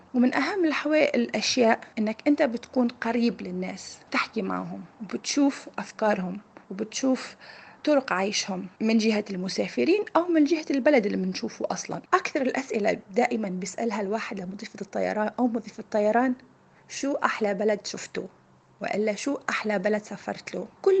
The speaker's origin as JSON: {"language": "Arabic", "country": "Tunisia", "moved": "as an adult", "lives_now": "United Arab Emirates", "said": "من تونس، عمري 37 سنة، أشتغل مضيفة طيران ومقيمة بالإمارات، عندي 10 سنوات، متزوجة وعندي ابن عمره 2.5 سنين."}